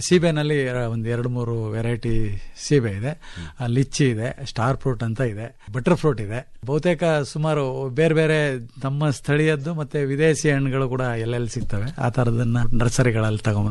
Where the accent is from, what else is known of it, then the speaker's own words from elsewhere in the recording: Karnataka, India; ಅದು ಗಡಿನಲ್ಲಿದೆ, ಚಾಮರಾಜನಗರ ಜಿಲ್ಲೆಯ ಕೊನೆಯ ಗ್ರಾಮ. ಆದ್ರೂ ಒಂದು ಕಡೆ ಕೇರಳ ಮತ್ತೆ ತಮಿಳುನಾಡಿನ ಗಡಿ ಭಾಗದ ಕಾಡಂಚಿನ ಗ್ರಾಮ. ಅಲ್ಲಿಂದ ಆಚೆಗೆ ಕಾಡೇ ಇರ್ತದೆ. ಆ ಊರಿನಲ್ಲಿ ನಾನು ಹುಟ್ಟಿದ್ದು ಬೆಳೆದಿದ್ದು ಮತ್ತೆ 7ನೇ ತರಗತಿವರೆಗೆ ಅಲ್ಲೇ ಓದಿದ್ದು.